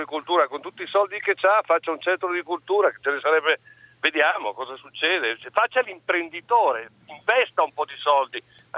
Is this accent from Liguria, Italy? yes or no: no; Lombardy, Italy; born there; io sono nato nell'Alta Valseriana, provincia di Bergamo, sono molto più pedemontano, padano, eccetera, eccetera, di lui.